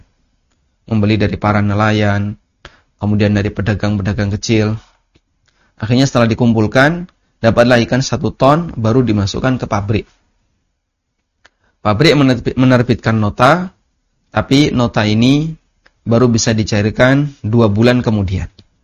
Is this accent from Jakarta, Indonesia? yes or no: no; Lamongan, East Java, Indonesia; kejadian ini real ada di kecamatan tempat asal saya. Di daerah Lamongan ya.